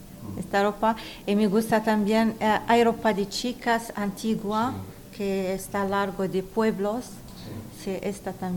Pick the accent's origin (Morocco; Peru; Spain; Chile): Morocco; Souss-Massa; Spanish is a second language; En Tiznit tenemos muchas comercial, hay gente comercial mucho. En mi pueblo no, tenemos el mar, tenemos pescadores